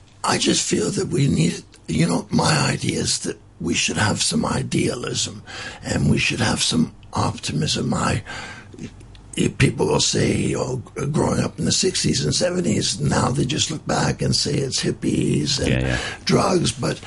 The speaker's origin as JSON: {"language": "English", "country": "Canada", "tie": "born there", "also_born_or_lived": "Switzerland", "moved": "yes", "said": "even though I was born in Canada, my father was an international mining exploration geologist. I lived most of my life outside of Canada."}